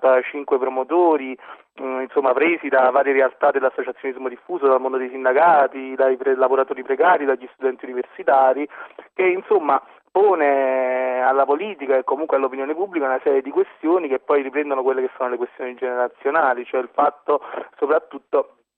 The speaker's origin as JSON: {"language": "Italian", "town": "Naples", "region": "Campania", "country": "Italy", "said": "Io vengo da Napoli"}